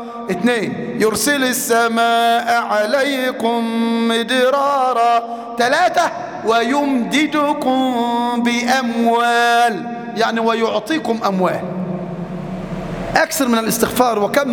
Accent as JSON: {"language": "Arabic", "town": "Mansoura", "region": "Dakahlia", "country": "Egypt", "said": "شاب في المنصورة تزوج وتأخرت زوجته في الإنجاب، قصة حقيقية عندنا في المنصورة"}